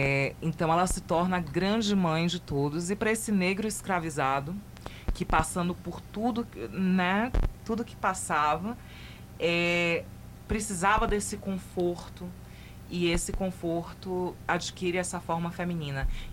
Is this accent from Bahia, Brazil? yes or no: yes; Bahia, Brazil; now in Rio Grande, Brazil; Isso citando a cidade do Rio Grande, que é onde eu moro há 8 anos, e, no caso, sou baiana